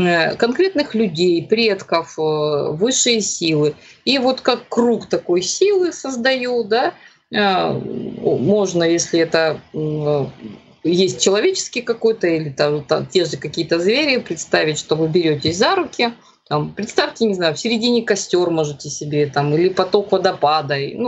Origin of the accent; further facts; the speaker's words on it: Crimea, Ukraine; поскольку я крымчанка